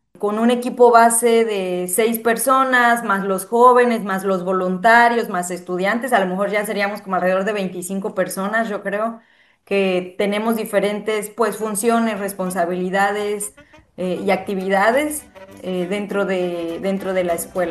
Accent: Ixtaltepec, Oaxaca, Mexico; soy zapoteca vinizá, viniyati del Istmo de Tehuantepec, Oaxaca. Mi pueblo es Ixtaltepec.

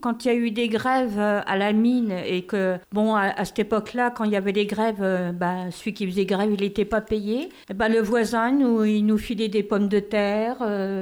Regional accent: Grand Est, France; Oui, je suis de Moselle.

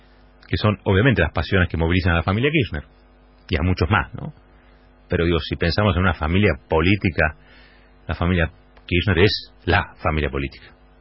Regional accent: Argentina; Como argentinos, digo.

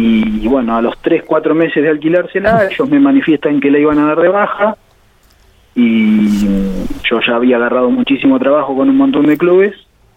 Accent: General Villegas, Buenos Aires Province, Argentina; born there; Sí, soy nacido en General Villegas

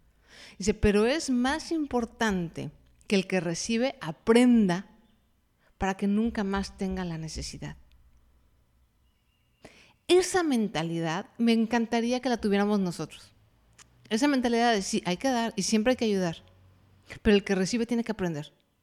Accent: Mexico; Por ejemplo, en mi país, que es México, hay mucho esta idea, por lo menos en la generación en la que yo crecí

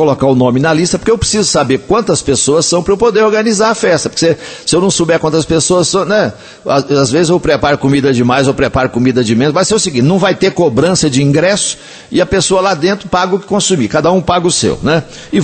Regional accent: Coromandel, Minas Gerais, Brazil; lá na minha terra, em Coromandel, Minas Gerais

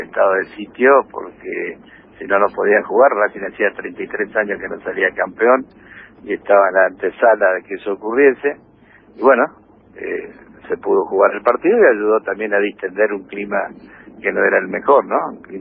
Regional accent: Argentina; no solo en los que somos argentinos

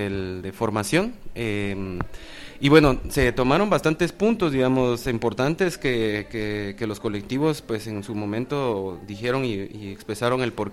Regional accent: Guatemala; tenemos las capacidades como ciudadanía guatemalteca

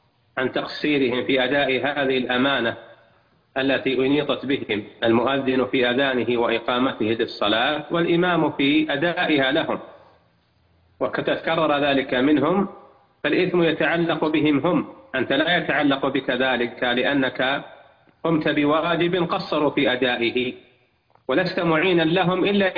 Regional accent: Saudi Arabia; اللجنة الدائمة عندنا في المملكة العربية السعودية

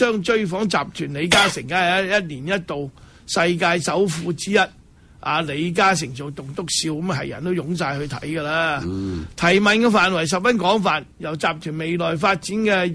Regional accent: Hong Kong; 我哋香港人咧去到台湾咧，都系唔够台湾人

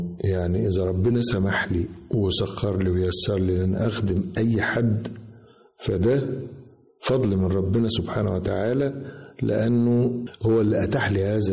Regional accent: Egypt; وعايز أقولك أن بلدنا مصر حقيقة تستاهل كل خير

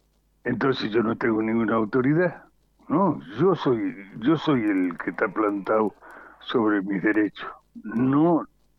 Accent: Argentina; Estos somos los argentinos de a pie, los argentinos bien paridos de aquí, en los que nos hemos creado queriendo a esta tierra

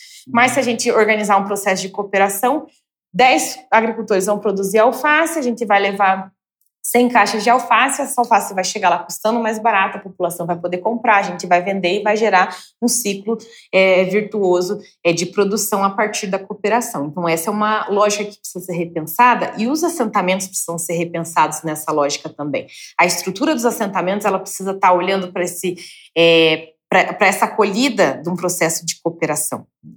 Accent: Paraná, Brazil; que sou assentada no norte do Paraná. É um município de pouco mais de 13 mil famílias, é um assentamento de 40 famílias

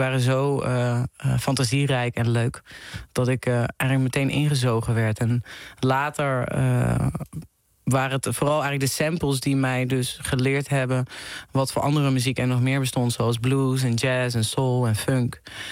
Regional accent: Venlo, Limburg, Netherlands; Ik had gezegd dat wij in Venlo, waar ik vandaan kom, naar een concert zouden gaan.

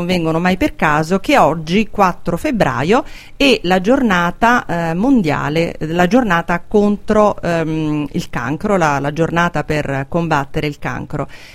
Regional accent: Abruzzo, Italy; Scusate, io sono abruzzese, quindi sponsorizzo i musicisti della mia regione quando li conosco.

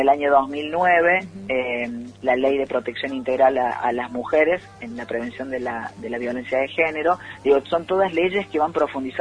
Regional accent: Córdoba, Argentina; en el interior del interior, en nuestros pueblos y en Tras la Sierra, ya estamos hablando ahí en los pagos nuestros

